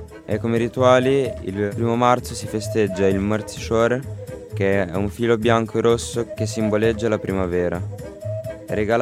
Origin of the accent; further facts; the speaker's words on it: Moldova; oggi ho portato una piccola presentazione del mio paese e anche qualche tradizione. Questo paese è la Moldavia, è un piccolo paese dell'Europa orientale situato tra Romania e Ucraina.